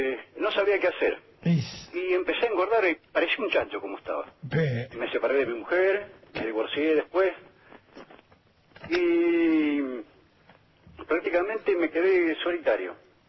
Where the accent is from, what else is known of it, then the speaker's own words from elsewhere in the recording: Tigre, Buenos Aires Province, Argentina; Soy de Tigre, en este momento estoy en San Fernando, en la casa de mi pareja.